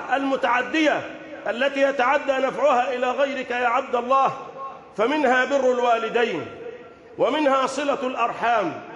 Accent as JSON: {"language": "Arabic", "country": "Egypt", "said": "بلدنا مصر"}